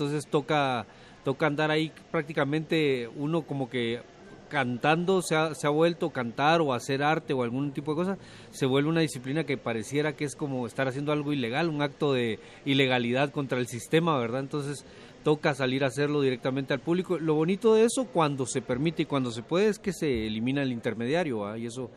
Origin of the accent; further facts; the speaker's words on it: Guatemala; yo en algún momento llegué a tener un rencor muy fuerte y muy grande hacia los medios de comunicación en mi país